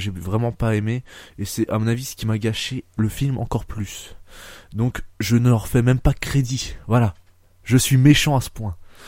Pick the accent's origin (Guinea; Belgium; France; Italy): France; Ensuite, il est sorti au Japon le 20 juillet 2013 et sorti chez nous en France que le 15 janvier, un truc comme ça.